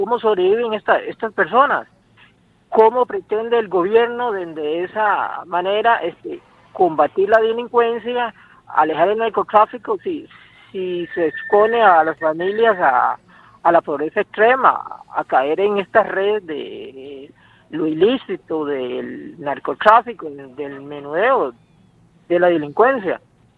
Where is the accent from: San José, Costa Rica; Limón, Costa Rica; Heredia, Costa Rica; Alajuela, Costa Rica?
Limón, Costa Rica; Guácimo; soy de Guasim y ahorita estamos organizando un grupo de vivienda en el distrito de Río Jiménez.